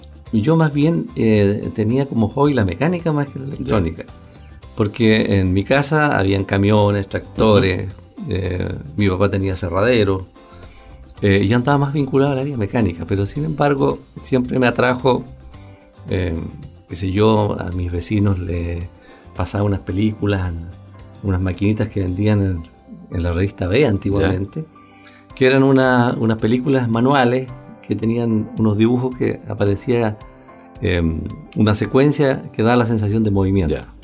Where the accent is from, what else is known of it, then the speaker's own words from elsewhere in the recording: Lanco, Los Ríos, Chile; now in Valdivia, Chile; Valdiviano, casi valdiviano, de la región. Yo me crié, bueno, nacido y criado en Lanco.